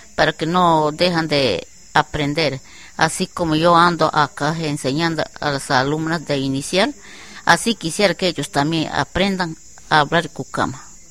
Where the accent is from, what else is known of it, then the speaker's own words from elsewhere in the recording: Nauta, Loreto, Peru; Yo soy natural de Nauta.